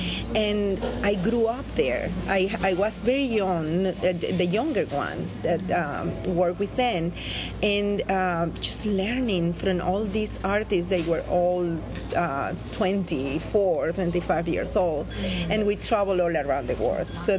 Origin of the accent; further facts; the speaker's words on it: Venezuela; Yes, I am from Venezuela